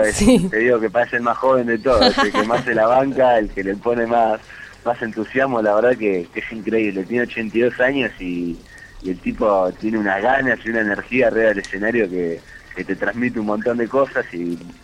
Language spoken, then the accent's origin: Spanish; Buenos Aires, Argentina; De donde somos la mayoría, somos de ahí, de Almagro